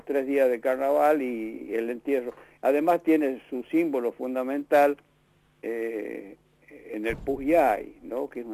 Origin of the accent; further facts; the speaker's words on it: Chuquis, La Rioja, Argentina; Yo los carnavales los he pasado siempre en Chuquis, en mi pueblo, allá en la costa riojana, lo que le llamamos la costa, que es el departamento Castro Barro. Ahí nosotros tenemos un rinconcito, una casita, en el pueblito de Chuquis